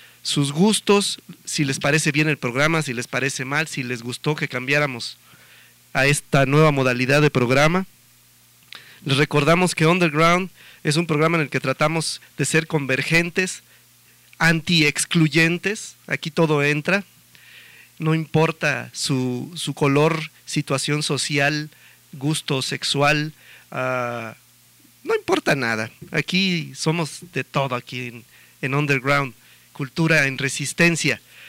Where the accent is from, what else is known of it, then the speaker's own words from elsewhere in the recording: Mexico; trascendentales para nosotros como mexicanos